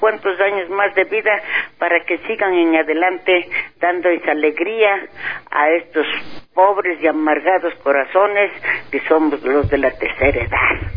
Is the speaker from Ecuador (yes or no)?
yes; Ecuador; esas preciosas letras hacia nosotros como ecuatorianos y como de la tercera edad